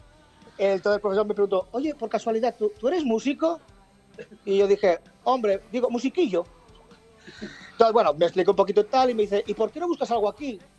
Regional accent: Barcelona, Catalonia, Spain; Yo soy de Barcelona.

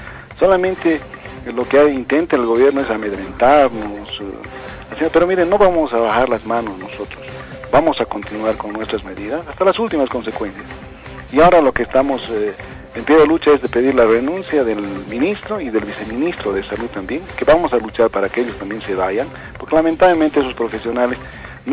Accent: Bolivia; tener todos los beneficios como bolivianos que somos, porque tampoco somos de otra tierra nosotros

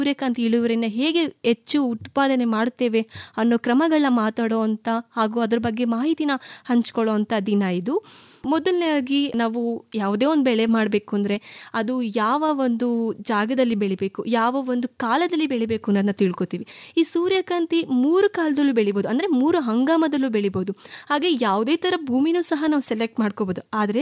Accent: Kunigal, Karnataka, India; ನಮ್ಮ ಊರು ಕುಣಿಗಲ್, ತುಮಕೂರು ಜಿಲ್ಲೆ.

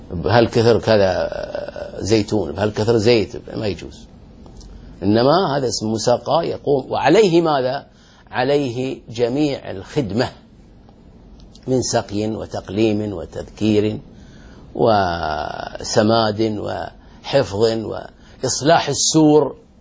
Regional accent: Al-Ahsa, Eastern Province, Saudi Arabia; ويسقى عندنا في الأحساء،

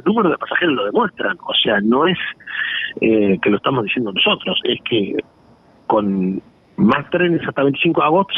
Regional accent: San José, Uruguay; uno soy de San José y otro de Florida

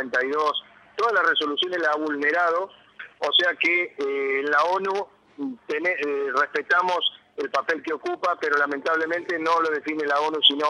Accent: Argentina; Nosotros como argentinos, sobre todo descendientes de árabes en general

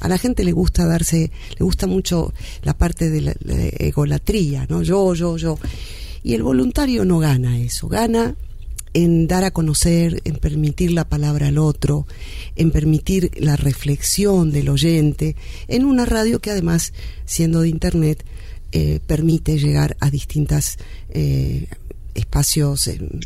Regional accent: Argentina; soy locutora nacional argentina.

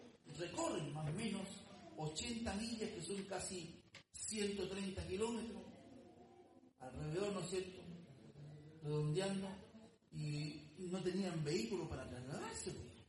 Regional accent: Chile; Usted sabe de que nosotros como occidentales, como chilenos, parte, ¿no es cierto?, de América, celebramos la Navidad.

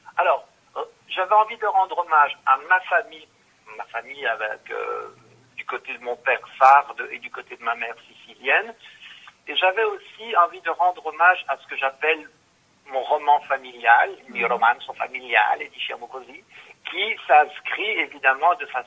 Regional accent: Belgium; born there; je suis né en Belgique, sono nato qui in Belgio, lo parlo in italiano, ma però qualche parola la so dire, ma mi manca molto il vocabolario. Donc moi, je suis né ici

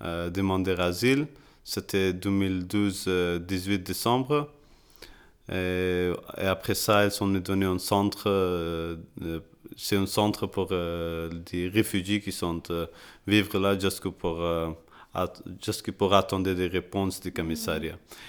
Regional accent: Kabul, Afghanistan; French is a second language; now in Brussels, Belgium; Parce que je suis de Kaboul, le commissariat croit que Kaboul elle était sûre, elle ne sait pas dangereux la même des autres provinces qui sont à Afghanistan.

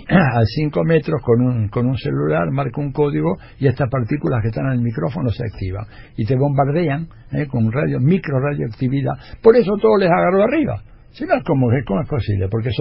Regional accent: Argentina; yo vengo de la Argentina y acá no ha habido errores fenomenales

